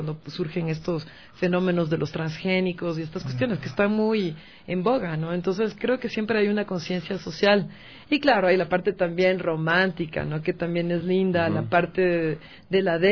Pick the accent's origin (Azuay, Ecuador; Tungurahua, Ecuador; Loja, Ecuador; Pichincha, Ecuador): Pichincha, Ecuador; Quito; born there; yo nací en Quito, pero mi padre es esmeraldeño, ¿no? Entonces toda mi familia es de Esmeraldas